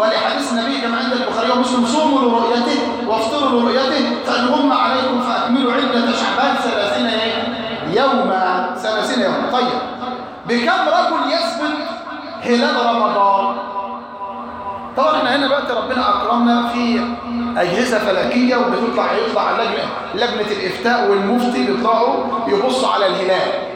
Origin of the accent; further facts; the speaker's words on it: Egypt; وعندنا في مصر ما شافتوش